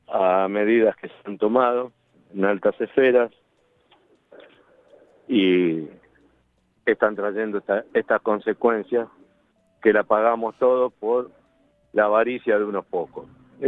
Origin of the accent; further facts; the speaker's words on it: Rosario, Santa Fe, Argentina; now in Córdoba, Argentina; yo vengo de Rosario huyendo del humo, entre otras cosas, y acá me encuentro con lo mismo, en otra provincia.